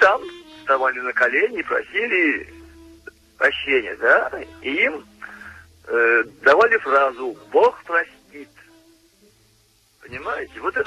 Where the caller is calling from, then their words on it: Tolyatti, Samara Oblast, Russia; Это я из Тольятти. Опять вам звоню.